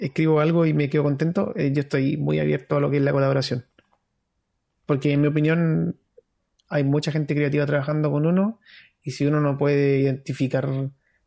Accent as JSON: {"language": "Spanish", "region": "Antofagasta", "country": "Chile", "said": "Que soy de Antofagasta y soy de la población"}